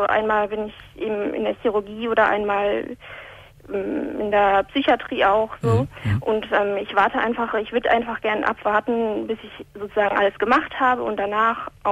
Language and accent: German; North Rhine-Westphalia, Germany; moved away; Aus dem Ruhrgebiet.